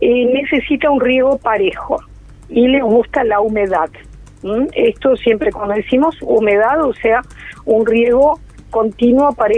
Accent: Canelón Chico, Canelones, Uruguay; De allá de mi pueblo.

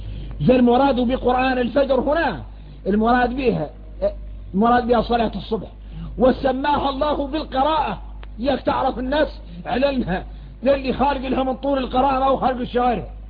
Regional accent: Mauritania; إحنا موريتاني

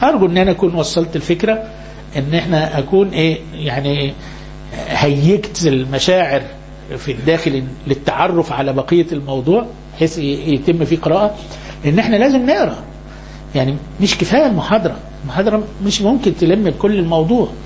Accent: Upper Egypt, Egypt; احنا عندنا في الصعيد في جهل كتير منتشر.

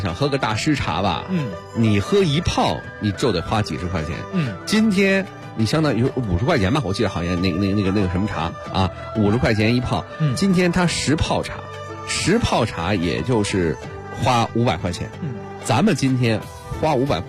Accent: Beijing, China; 咱们北京人喝茉莉花，谁都喝过。

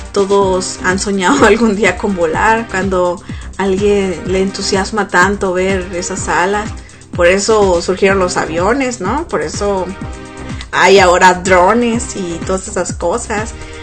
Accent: Mexico; Y digo mexicano porque yo soy mexicana

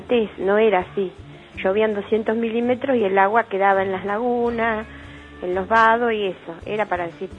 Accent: Rauch, Buenos Aires Province, Argentina; soy de Rauch

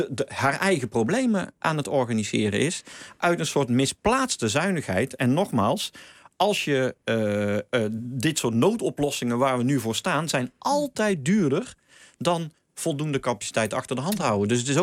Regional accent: Hilvarenbeek, North Brabant, Netherlands; Ja, ik kom uit Hilvarenbeek oorspronkelijk. Dus ik heb ook altijd in Tilburg op school gezeten.

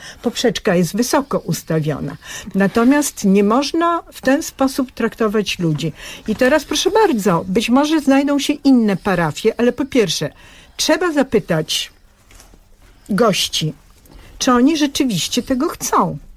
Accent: Bulgaria; Ja pochodzę z Bułgarii, co roku ja tam jeżdżę.

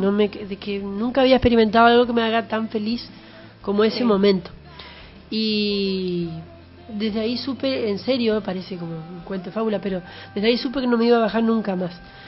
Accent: Curuzú Cuatiá, Corrientes, Argentina; Yo soy de Curuzú, Cuatía, Corrientes. Nací hace 1200 años y nací en el año 86.

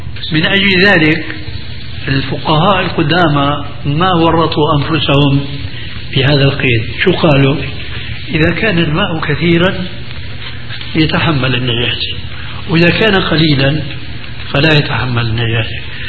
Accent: Syria; والله يمكن فقيه مثل كان عندنا في الشام المفتي الذي قبل هذا

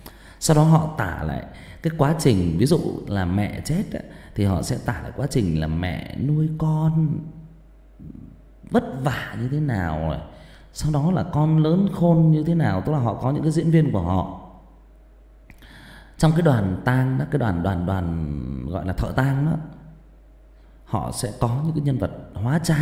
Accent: Northern Vietnam, Vietnam; Mình sinh ra và lớn lên miền Bắc mà, mình thấy là họ ở miền Bắc khi mà người chết người ta khóc lóc rất là thảm thương, họ thuê người về khóc.

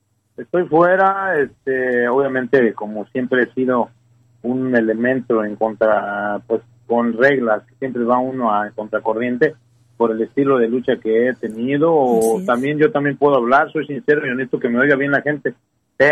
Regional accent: Guadalajara, Jalisco, Mexico; Guadalajara, Jalisco, mi tierra natal o la tierra natal de mi vieja

